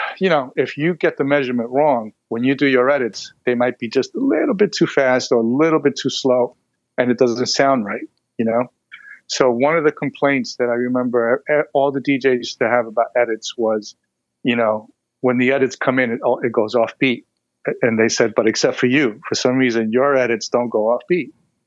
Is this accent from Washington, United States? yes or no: no; New York, United States; listen, I'm from New York. I'm a DJ.